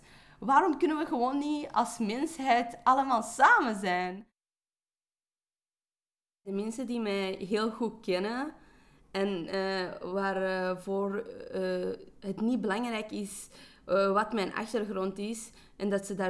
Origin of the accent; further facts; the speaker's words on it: Afghanistan; Maar dan heb je de Afghaanse gemeenschap. En daar word ik ook niet altijd gezien als een Afghaan. Want ja, ik ben kei westers en ik heb andere ideeën.